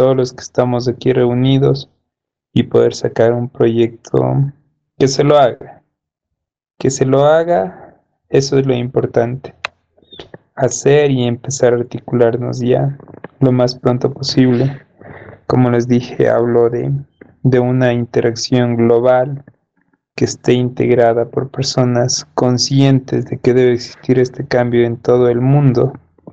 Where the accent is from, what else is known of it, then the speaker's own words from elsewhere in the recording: Ecuador; soy de Ecuador.